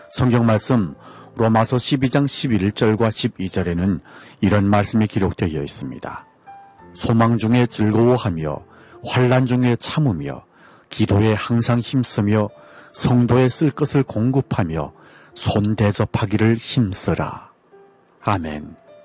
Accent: North Korea; now in Seoul, South Korea; 여기는 대한민국 서울입니다. 오늘 방송 마칩니다. 지금까지 진행해 저는 탈북민

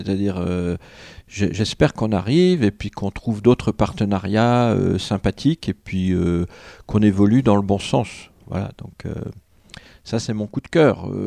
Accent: Bourgogne-Franche-Comté, France; Alors, moi, je viens de Franche-Comté. Donc, en Franche-Comté, on aime les bons fromages en général.

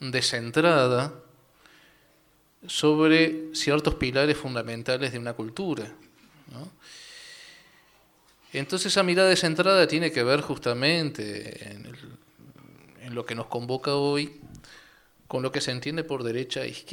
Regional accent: Chuy, Rocha, Uruguay; also born or lived in Montevideo; Si bien nací en Montevideo, me crié en el Chuy, frontera.

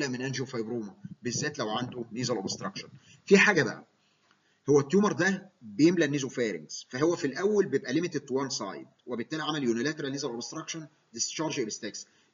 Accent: Egypt; ونفتخر كمصريين ان اكتشاف كلمه فروج فيس ديفورميتي دكتور مصري

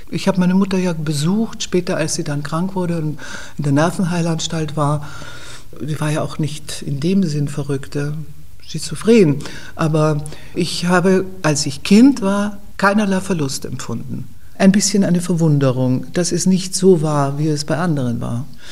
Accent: Vienna, Austria; born there; Ich bin am 13. April 1944 in Wien geboren. Meine Mutter war Wienerin, mein Vater Holländer

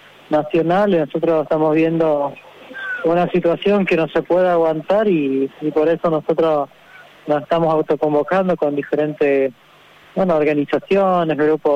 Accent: Chaco, Argentina; soy vocal del IDACH, acá de la provincia del Chaco, de la comunidad huichi, originaria de Lucha, de la TCC.

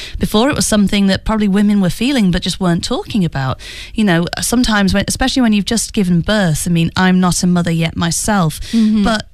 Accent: United Kingdom; And it's also one that involves my home country, the UK.

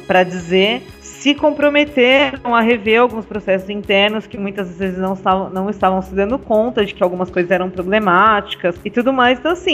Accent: Guarulhos, São Paulo, Brazil; eu também sou da pessoa de Guarulhos, né? Eu sou da periferia de Guarulhos.

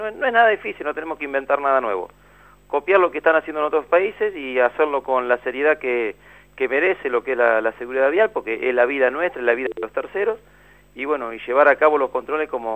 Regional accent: Argentina; En todos los aspectos, somos argentinos y todos sabemos de qué hablamos

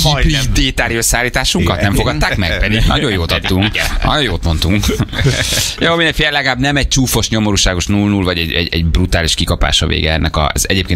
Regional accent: Hungary; Magyar vagyok, hazafi vagyok

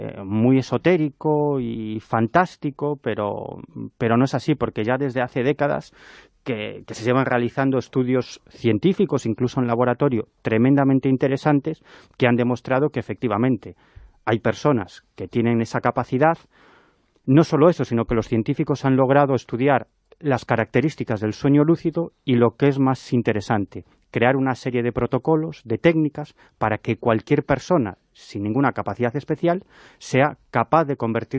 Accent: Galicia, Spain; Pues, yo soy gallego, yo vengo del norte.

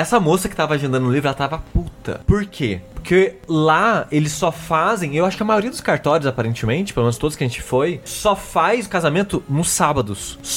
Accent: Queluz, São Paulo, Brazil; a minha irmã não nasceu em Queluz, que é minha cidade natal.

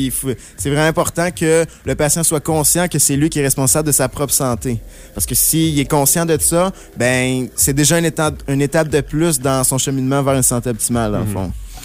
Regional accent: Quebec, Canada; now in Trois-Rivières, Canada; Je viens de l'Outaouais.

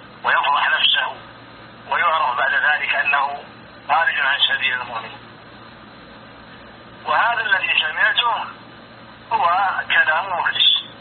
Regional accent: Riyadh, Riyadh Province, Saudi Arabia; born there; أنا ولدت في مدينة الرياض عام 76 هجرية

